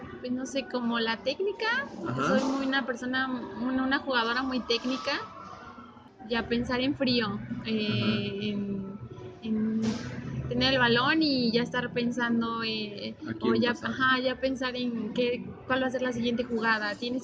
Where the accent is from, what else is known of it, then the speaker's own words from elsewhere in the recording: Guadalajara, Jalisco, Mexico; born there; also born or lived in Aguascalientes; soy nacida en Guadalajara, pero mis experiencias futbolísticas han sido aquí en Aguascalientes